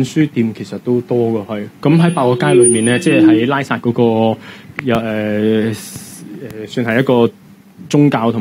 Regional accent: Hong Kong; 總言之又中意我嗰陣時就話我係香港人，我唔中意嘅時候就話我係漢人咯咁咯。

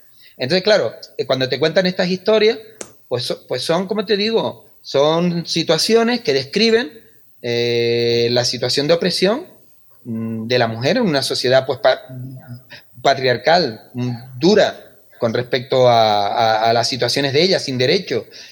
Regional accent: Valle Guerra, Canary Islands, Spain; mi familia, yo nací, mi infancia es en Valle Guerra, pero yo vengo aquí al sur y soy hijo adoptado de Igara. A partir de los 15, de los 12, 13 años ya me vine para acá, ¿no? Y bueno, soy un sureño, un mago

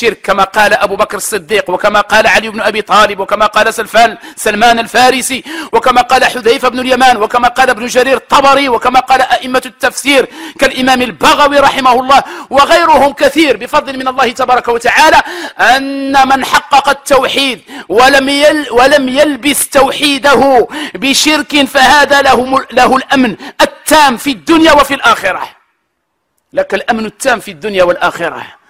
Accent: Morocco; نحن نعلم جميعا كمغاربة بأن هذه السنة من أسوأ السنوات

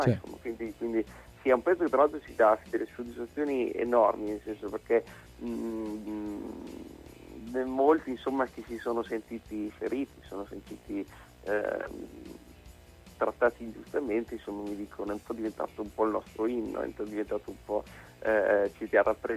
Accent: Emilia-Romagna, Italy; c'è il folk visto dal punto di vista emiliano, ovviamente non può mancare, perché è la mia terra

